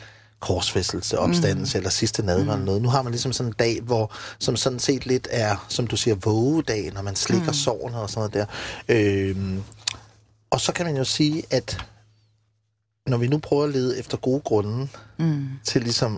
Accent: Region of Southern Denmark, Denmark; jeg kommer jo fra Fyn, og du ved, er rimelig naiv

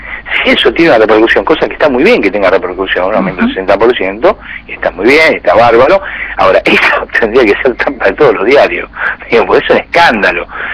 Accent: Buenos Aires, Argentina; yo soy porteño, vivo en la capital

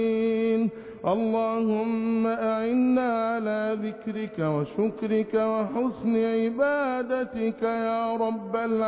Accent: Egypt; احفظ بلادنا مصر بحفظك

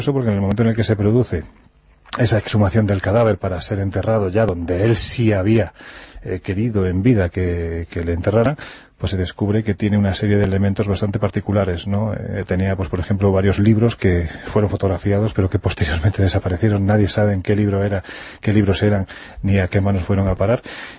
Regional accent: Jaén, Andalusia, Spain; que construyó la catedral gótica de mi tierra, de Jaén

